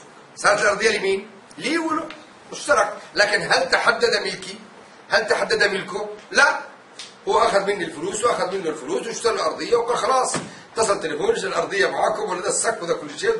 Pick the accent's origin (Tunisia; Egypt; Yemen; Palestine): Yemen; ما تخلي بالك أنا يمني